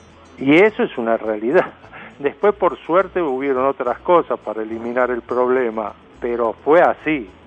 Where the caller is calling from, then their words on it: Floresta, Buenos Aires, Argentina; de Floresta.